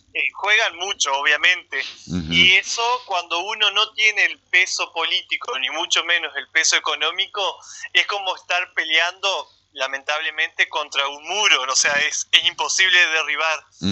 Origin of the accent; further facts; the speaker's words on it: Hernández, Entre Ríos, Argentina; Sí, soy de Hernández.